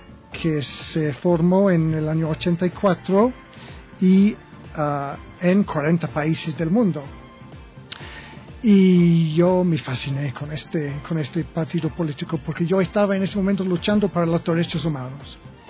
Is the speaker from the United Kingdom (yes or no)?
yes; England, United Kingdom; Spanish is a second language; now in Ecuador; soy inglés, yo... Tengo este año 50 años y yo me defino como un humanista